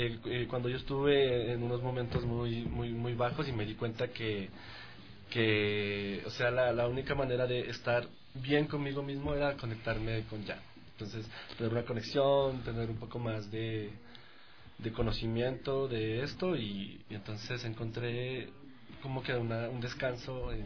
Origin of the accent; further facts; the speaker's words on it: Quito, Pichincha, Ecuador; Yo soy del Comité del Pueblo.